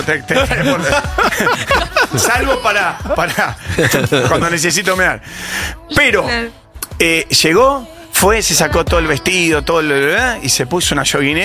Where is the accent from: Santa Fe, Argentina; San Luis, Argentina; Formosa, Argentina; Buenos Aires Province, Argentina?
Buenos Aires Province, Argentina; José Mármol; born there; En Argentina.